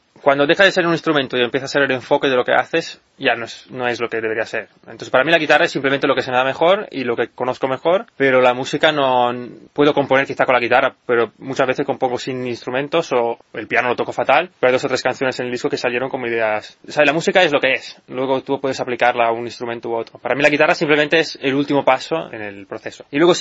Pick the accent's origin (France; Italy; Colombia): Italy; also born or lived in United States; yo soy de origen italiano, he vivido mucho tiempo en Estados Unidos.